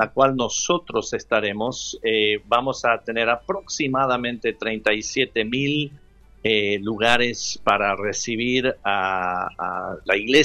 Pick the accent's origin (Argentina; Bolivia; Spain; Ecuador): Argentina; also born or lived in California, United States; Aunque me crié en la Argentina, nací en California y después también pastoreé 18 años en California, así que vivíamos a unos minutos de la Ruta 1.